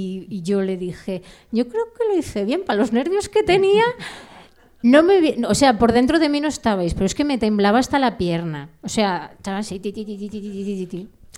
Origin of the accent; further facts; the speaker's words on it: Langreo, Asturias, Spain; yo os he contado que vengo desde Caborana, pero yo soy de Langreo.